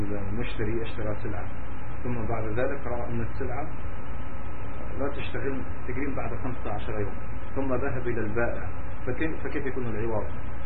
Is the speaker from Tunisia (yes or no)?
yes; Tunisia; شيخ هناك حوت عندنا في تونس بما تسمى الشلبة